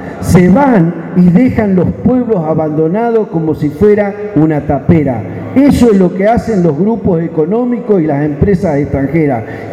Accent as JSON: {"language": "Spanish", "region": "Neuquén", "country": "Argentina", "said": "para nosotros, como patagónico, quiero hacer un planteo. Nosotros que somos de la Patagonia, no somos la pampa húmeda. Yo he tenido la suerte hoy de estar recorriendo todo el país, pero soy de una provincia de Neuquén"}